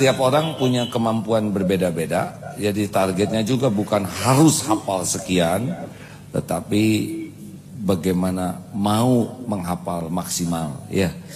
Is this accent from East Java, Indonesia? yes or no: no; West Java, Indonesia; Satu, kalau saya ya, saya orang Jawa Barat nih.